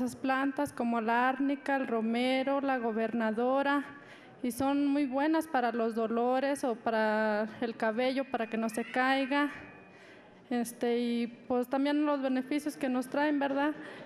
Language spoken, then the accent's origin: Spanish; Catorce, San Luis Potosí, Mexico; Yo vengo de la comunidad de Los 14.